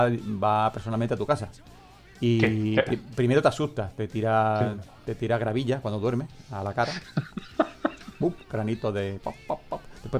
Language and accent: Spanish; Glasgow, Scotland, United Kingdom; accent: Glasgow; Spanish is a second language; Recordamos que nuestro acento inglés es de Glasgow, entonces a lo mejor no lo vais a entender muy, muy a la primera, ¿no?